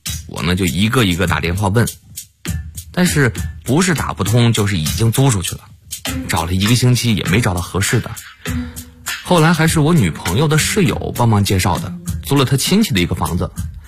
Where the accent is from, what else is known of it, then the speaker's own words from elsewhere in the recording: Fujian, China; now in Beijing, China; 我家在福建的一个小县城，大学毕业之后我就去了晋江的一家公司。